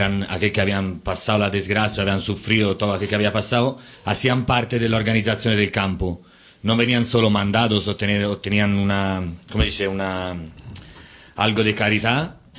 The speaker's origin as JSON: {"language": "Spanish", "town": "Florence", "region": "Tuscany", "country": "Italy", "said": "de Florencia."}